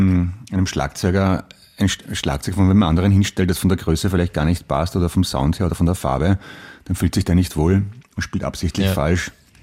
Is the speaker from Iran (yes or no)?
no; United States; Ich bin Amerikanerin und habe einen europäischen Nachnamen.